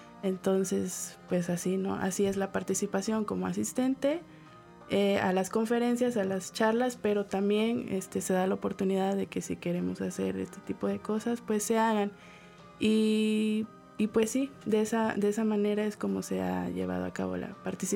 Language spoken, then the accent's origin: Spanish; Mexico; pero pues también a veces uno como mexicano no quiere decir que tenemos el mismo punto de vista, ¿no?